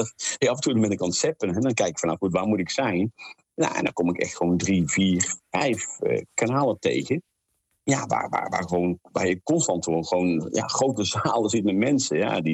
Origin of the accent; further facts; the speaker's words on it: North Brabant, Netherlands; Ja, ik kom uit de katholieke omgeving, ik kom uit Brabant. Dat kun je denk ik wel horen aan mijn tongval.